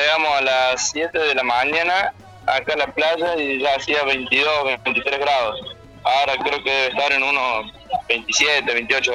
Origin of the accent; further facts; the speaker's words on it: Argentina; somos los únicos argentinos. Es una playa bastante, bastante grande.